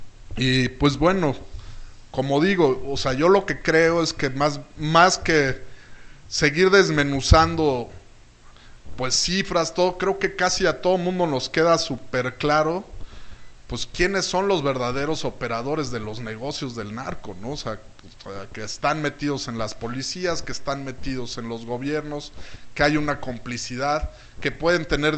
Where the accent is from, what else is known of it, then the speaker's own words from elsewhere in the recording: Mexico; Ya ese derecho lo estamos perdiendo como ciudadanos mexicanos